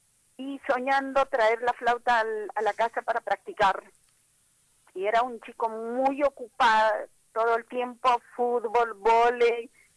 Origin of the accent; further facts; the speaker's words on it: Peru; Yo soy de Perú.